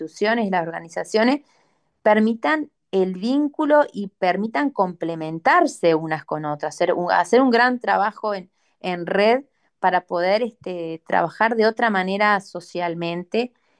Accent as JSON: {"language": "Spanish", "town": "Young", "region": "Río Negro", "country": "Uruguay", "tie": "born or raised there", "also_born_or_lived": "Montevideo", "said": "nací en Yun, mi familia llegó en el 71 con mis tres hermanos, mi hermano más chico y yo nacimos acá. Yo soy muy, muy yunguense, amo mucho esta tierra, elegí Yun porque me fui a estudiar a Montevideo y volví."}